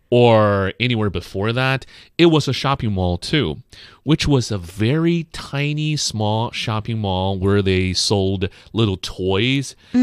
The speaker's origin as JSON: {"language": "English", "region": "Beijing", "country": "China", "tie": "born or raised there", "said": "I grew up in the Jiuxianqiao area."}